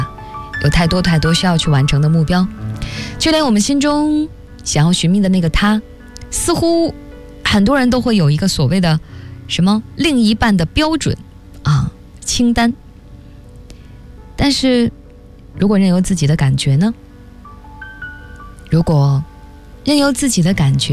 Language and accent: Chinese; Tianjin, China; 煎饼果子一下子让我想起了小时候在天津的种种回忆